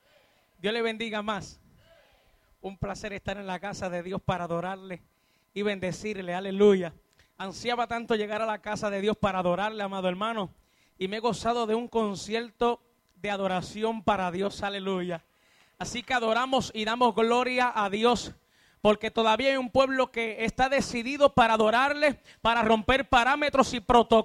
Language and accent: Spanish; Utuado, Puerto Rico; soy del pueblo de Utuado.